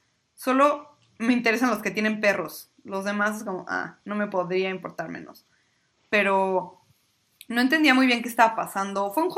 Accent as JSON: {"language": "Spanish", "country": "Mexico", "said": "Yo hice guacamole como buena mexicana"}